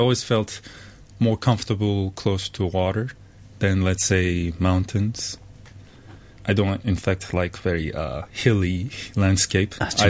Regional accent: Busan, South Korea; English is a second language; now in Hong Kong; I'm originally from Korea, and I grew up in this city called Busan, which is very south part of Korea. So I always grew next to water.

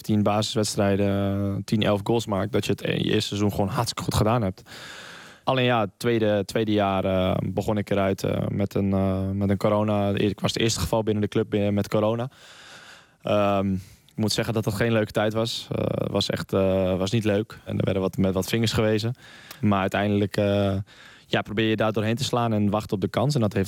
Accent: Friesland, Netherlands; now in Brussels, Belgium; Want ik kwam uit Friesland. Nou ja, als mensen Friesland zich kunnen voorstellen, het is niet heel groot, niet heel levendig. Het is niet heel druk.

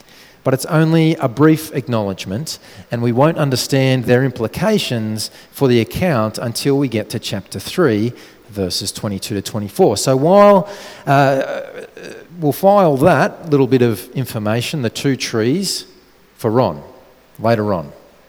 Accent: Australia; Jenny and I, being good Aussie kids

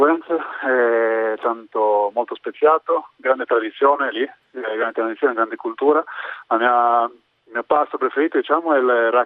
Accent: Olbia, Sardinia, Italy; io sono di Olbia, vivo a Volfaranchi

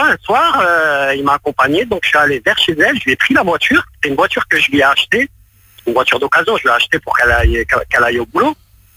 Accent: Colmar, Grand Est, France; now in Lyon, France; À la base je suis même pas Lyonnais, je suis Colmar, mais je suis installé à Lyon depuis 3 mois.

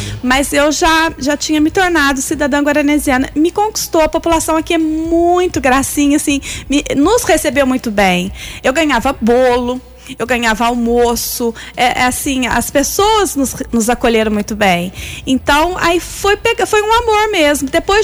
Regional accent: São Bernardo do Campo, São Paulo, Brazil; born there; also born or lived in Minas Gerais; eu sou natural de São Bernardo do Campo, São Paulo, né? Mas a minha mãe é de Minas. Então, eu morava em Minas e fui fazer a faculdade em Alfenas.

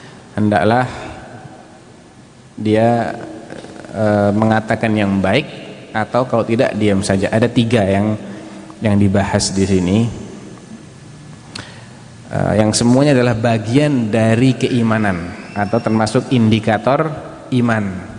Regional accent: Central Java, Indonesia; saya Jawa Tengah ya.

